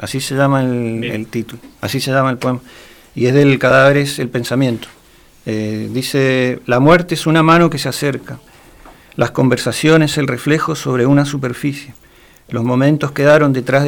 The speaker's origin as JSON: {"language": "Spanish", "region": "Neuquén", "country": "Argentina", "tie": "born there", "also_born_or_lived": "Mendoza", "said": "No, yo nací en Neuquén, pero."}